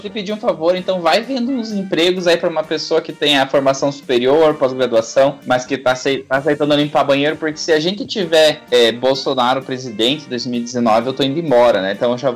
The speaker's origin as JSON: {"language": "Portuguese", "region": "Pará", "country": "Brazil", "lives_now": "Santa Catarina, Brazil", "said": "Na verdade, eu sou paraense, eu moro em Santa Catarina, mas todo mundo que não é do Sul fala que eu sou gaúcho."}